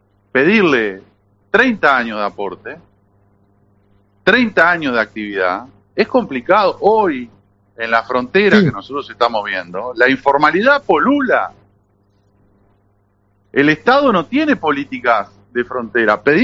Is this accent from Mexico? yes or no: no; Uruguay; Nosotros somos uruguayos que peleamos toda la vida y llegamos a una edad que estamos cansados de pelear